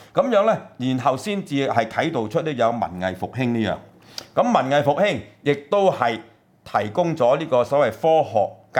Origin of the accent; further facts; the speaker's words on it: China; 我哋中國人咧，咁其實我哋差不多先生咧係有條件嘅